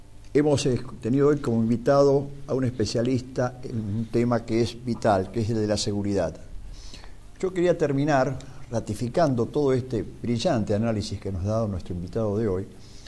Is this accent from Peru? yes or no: no; Argentina; no podemos vivir como ciudadanos argentinos amantes de la patria, de nuestra patria